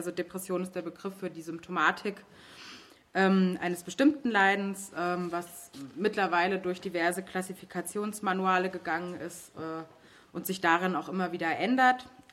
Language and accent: German; Leipzig, Saxony, Germany; Ich komme aus Leipzig, wie du schon gesagt hast.